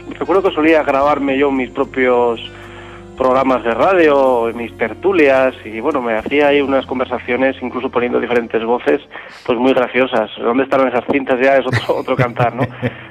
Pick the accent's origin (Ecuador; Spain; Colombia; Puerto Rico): Spain; Pamplona, Navarre; born there; de apellido y nacimiento, como suelo decir, pero sobre todo ciudadano del mundo